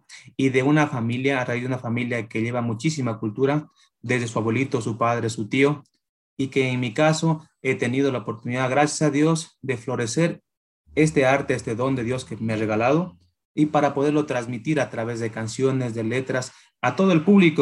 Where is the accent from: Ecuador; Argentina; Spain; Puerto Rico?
Ecuador; Estas hermosísimas letras que nos caracterizan como ecuatorianos, ¿no?